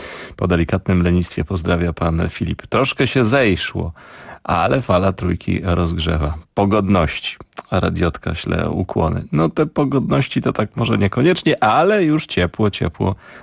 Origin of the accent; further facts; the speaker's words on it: Tarnów, Lesser Poland, Poland; To zespół z Tarnowa, ja też z Tarnowa